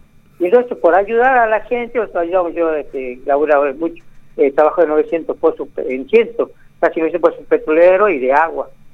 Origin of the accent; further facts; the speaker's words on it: Argentina; nosotros somos piqueteros, pero somos argentinos.